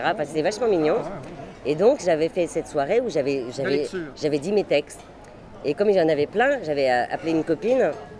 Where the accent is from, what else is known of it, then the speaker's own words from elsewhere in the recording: Metz, Grand Est, France; donc moi je suis de Metz, 57.